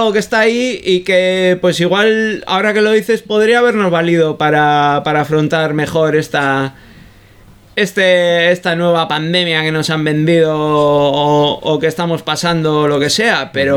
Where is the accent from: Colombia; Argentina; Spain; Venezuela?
Spain; Bilbao, Basque Country; yo que soy bilbaíno, me he criado entre Uribarri y Las Cortes, y que era donde tenía mi aita, el taller